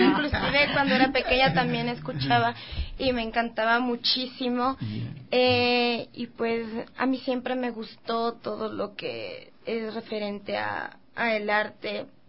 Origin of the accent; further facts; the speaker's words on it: Quito, Pichincha, Ecuador; born there; Soy nacida en Quito.